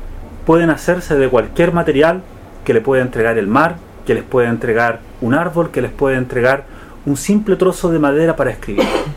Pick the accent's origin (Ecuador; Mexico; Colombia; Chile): Chile; a los que ya me ubican saben que yo vengo de Chile